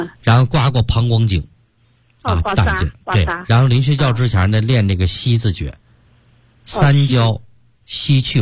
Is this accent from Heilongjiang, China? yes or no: no; Sichuan, China; 包括现在我们四川人爱吃这个辣的